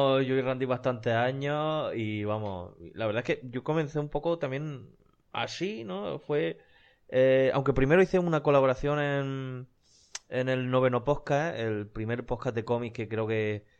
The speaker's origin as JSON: {"language": "Spanish", "region": "Region of Murcia", "country": "Spain", "said": "Este año podré ir, podré decir, yo soy el murciano."}